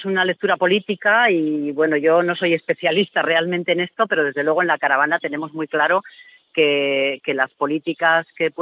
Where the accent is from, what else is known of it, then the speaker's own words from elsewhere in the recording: Basque Country, Spain; Las que venimos de Euskal Herria, además, sabemos que allí se fabrica mucho material bélico